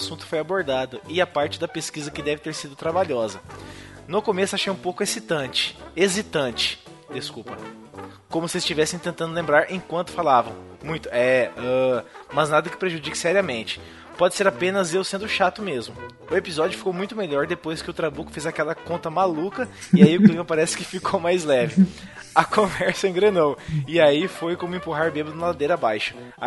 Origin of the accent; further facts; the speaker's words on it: Rio de Janeiro, Brazil; Cresci no Rio de Janeiro, cercado de favelas por todas as partes, e mesmo nunca tendo morado em uma, frequentei e conheci pessoas de várias.